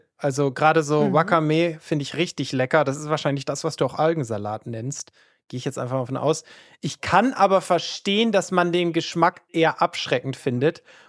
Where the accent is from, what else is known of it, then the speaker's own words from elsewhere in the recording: Northern Germany, Germany; Ich bin aus Norddeutschland